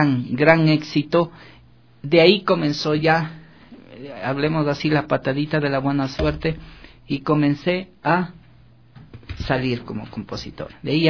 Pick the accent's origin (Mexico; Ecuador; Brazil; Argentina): Ecuador; San José de Chimbo, Bolívar; Mi niñez fue muy, muy linda, muy tranquila, porque fue en esa ciudad de paz, que es mi tierra, San José de Chimbo.